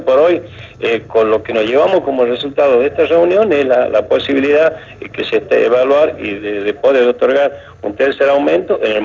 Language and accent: Spanish; La Rioja, Argentina; Yo creo que como riojano, si bien el otro año hay elecciones